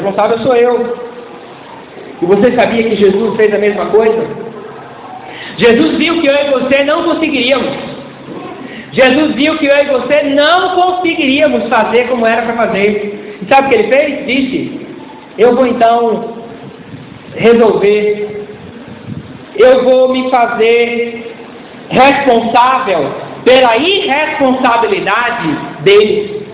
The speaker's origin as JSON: {"language": "Portuguese", "region": "Bahia", "country": "Brazil", "said": "Eu seria extremamente ofendido se uma pessoa do Sul falasse isso, mas como baiano, fala baiano."}